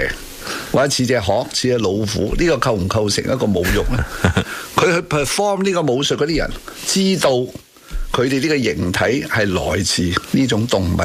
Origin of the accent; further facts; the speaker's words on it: Hong Kong; 我哋香港人喺咁嘅文化嘅 upbringing